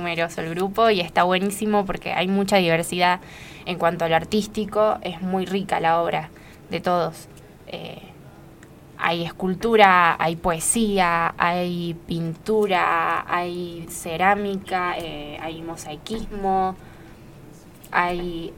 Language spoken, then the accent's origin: Spanish; Villa Giardino, Córdoba, Argentina; somos todos de Yardino.